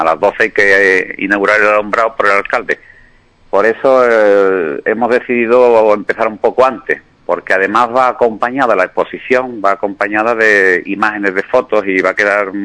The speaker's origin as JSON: {"language": "Spanish", "town": "Ubrique", "region": "Andalusia", "country": "Spain", "tie": "born or raised there", "said": "explicar un poco lo que yo he vivido de niño en mi pueblo"}